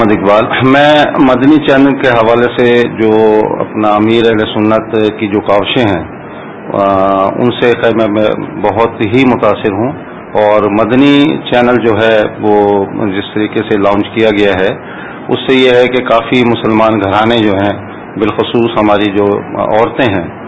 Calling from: Ibrahim Hyderi, Sindh, Pakistan; question میرا یہ ہے کہ میرا علاقہ ہے ابراہیم حیدری، اس میں جو لانچیں ہیں یہاں پر اور اکثر جو یہاں کے جو لوگ ہیں ان کا روزگار ہے ماہی گیری

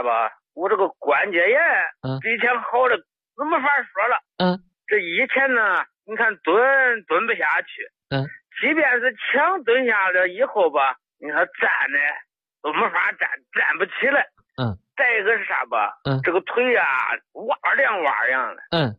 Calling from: Henan, China; 我是河南的老朋友。

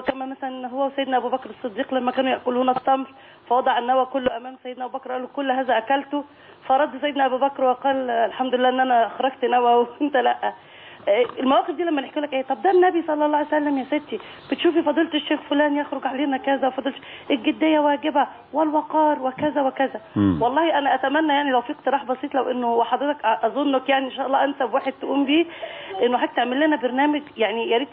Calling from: Cairo, Cairo Governorate, Egypt

